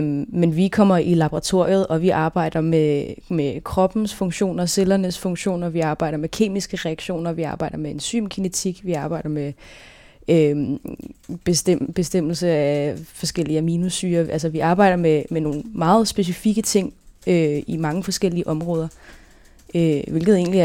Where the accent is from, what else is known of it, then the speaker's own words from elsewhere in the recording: Gentofte, Capital Region of Denmark, Denmark; born there; also born or lived in Østerbro / Ølstykke; Jeg er født i Gentofte. Og så boede jeg på Østerbro i noget tid, sammen med mine brødre og mine forældre. Så flyttede vi til Ølstykke, og der boede vi i nogle år, indtil mine forældre blev skilt, da jeg var 7.